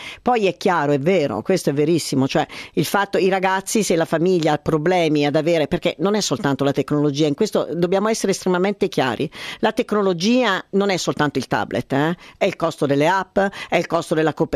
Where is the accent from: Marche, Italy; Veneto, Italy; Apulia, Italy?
Marche, Italy; Ascoli Piceno; Io sono di Ascoli.